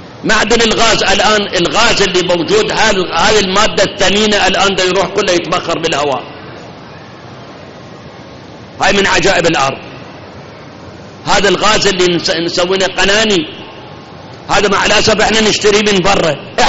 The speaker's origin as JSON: {"language": "Arabic", "country": "Iraq", "said": "الآن عندنا بالعراق آبار نفط"}